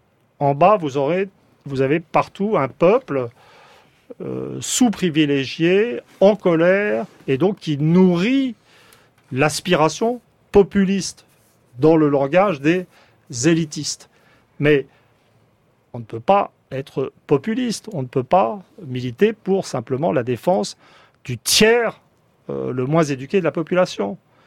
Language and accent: French; France; Alors, ce qui me rend un peu triste en tant que Français